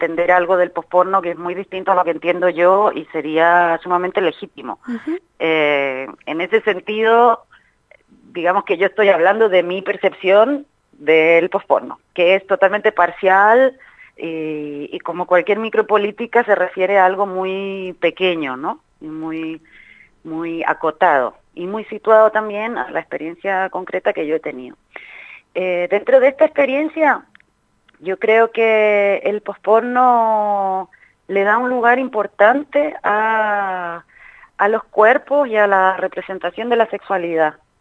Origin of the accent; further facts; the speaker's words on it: Chile; now in Spain; soy de Chile, pero vivo en España hace un montón de años.